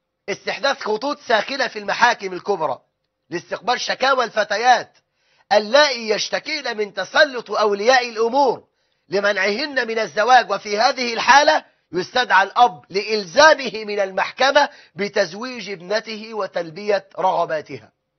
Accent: Egypt; وده الغالب عندنا في مصر

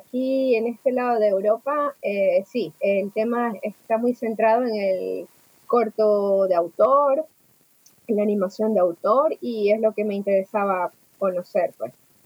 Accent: Venezuela; also born or lived in Argentina; now in Zagreb, Croatia; Mira, yo soy de Venezuela.

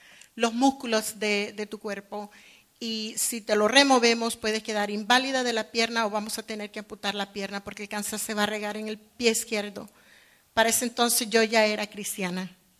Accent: Nicaragua; Quiero decirle que soy nicaragüense, nací en Nicaragua

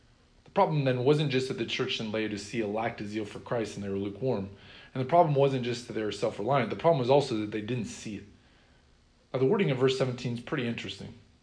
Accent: Sheraton, Iowa, United States; When I was growing up, I was convinced that my hometown, Sheraton, Iowa, was the greatest town in the world.

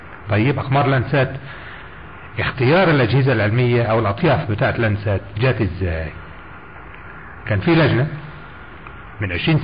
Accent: Egypt; مش زي عندنا، مش عندنا في مصر

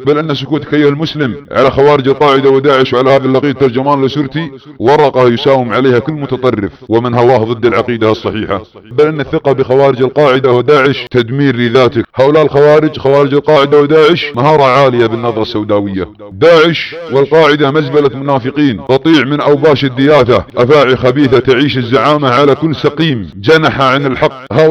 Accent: Saudi Arabia; واستهداف بلادنا المملكة العربية السعودية

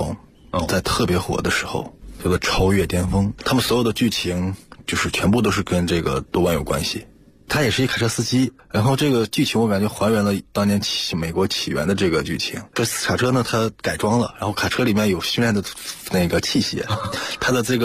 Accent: Inner Mongolia, China; 因为我老家是内蒙古，是蒙古族。

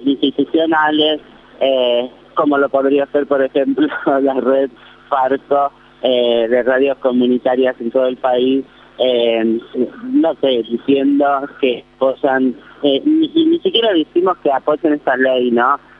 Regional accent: Córdoba, Argentina; now in Buenos Aires, Argentina; Nosotras somos provincianas viviendo en Capital, yo soy cordobesa

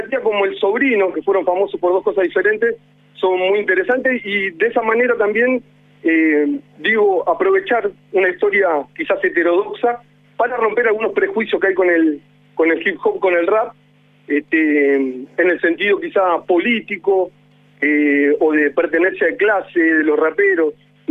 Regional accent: Argentina; a mí, siendo argentino, me encanta el tango

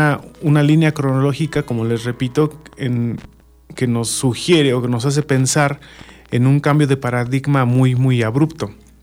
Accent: Mexico; en cada uno de nosotros como mexicanos, ¿no?

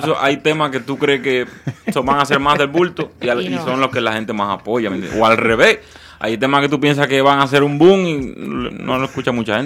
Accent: Cuba; moved away; yo la grabé en Cuba, en verdad, ¿eh? O sea, la grabé en mi país, no la grabé aquí.

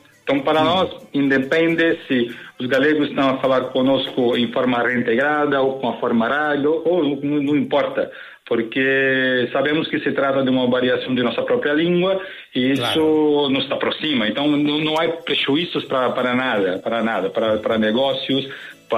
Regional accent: São Paulo, Brazil; e eu sou de São Paulo

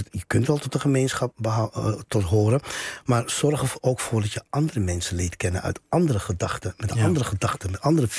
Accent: Netherlands; also born or lived in Paramaribo, Suriname; Kijk, ik ben hier niet geboren, maar wel getogen. Voel ik me Surinaams? Nee, want ik woon daar niet. Ik ben van Surinaamse afkomst, maar ik kan me niet Suriname voelen als ik daar niet woon.

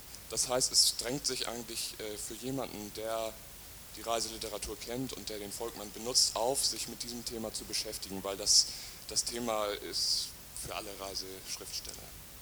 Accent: Hamburg, Germany; ich komme aus Hamburg.

